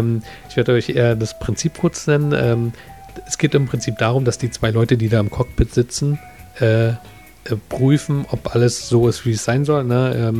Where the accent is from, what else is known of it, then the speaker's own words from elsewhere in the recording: Berlin, Germany; Also ich bin ja auch Berliner